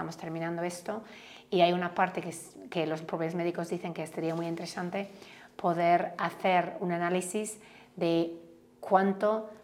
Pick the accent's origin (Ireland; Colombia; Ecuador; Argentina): Ireland; Spanish is a second language; Bueno, yo soy de Irlanda, ¿no?